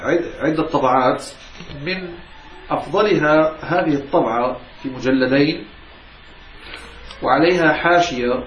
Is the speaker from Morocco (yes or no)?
yes; Morocco; وكما يفعل عندنا في المغرب